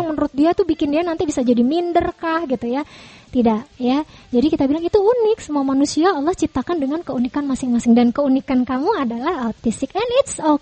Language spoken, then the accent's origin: Indonesian; Java, Indonesia; rasanya tuh kalau kita orang Jawa bilang gigilo gitu